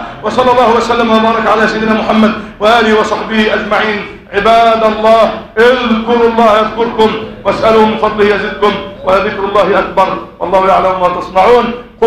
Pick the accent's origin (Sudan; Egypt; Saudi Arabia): Egypt; اللهم احفظ بلدنا مصر